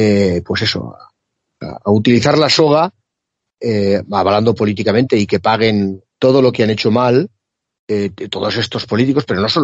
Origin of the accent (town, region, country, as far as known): Spain